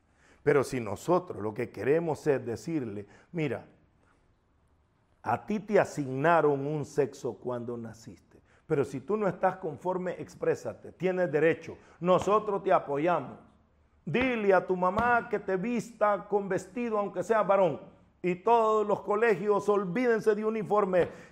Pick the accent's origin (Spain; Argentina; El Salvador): El Salvador; El país de donde yo vengo, donde yo nací, El Salvador, tiene una ley que se llama LEPINA